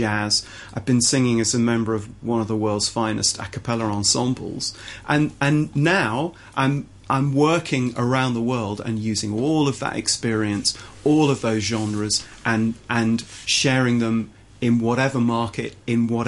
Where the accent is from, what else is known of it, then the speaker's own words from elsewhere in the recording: England, United Kingdom; I will unashamedly sing in an English way because I'm an English guy.